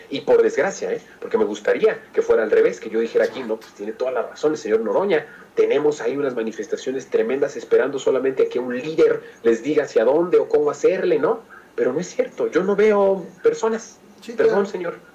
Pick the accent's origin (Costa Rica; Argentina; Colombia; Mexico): Mexico; Está encabritado, como muchos mexicanos lo estamos.